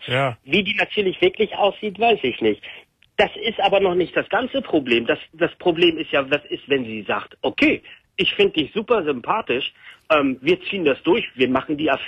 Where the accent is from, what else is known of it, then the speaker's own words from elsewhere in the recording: Germany; Und ich bin da aufgewachsen und ich bin ja eigentlich Deutscher, ich bin ja deutsch aufgewachsen